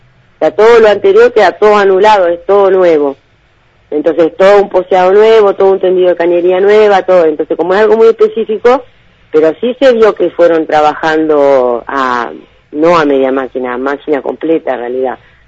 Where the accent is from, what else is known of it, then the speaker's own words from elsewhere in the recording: Viedma, Río Negro, Argentina; todos los que somos de Viedma, histórico de acá de Viedma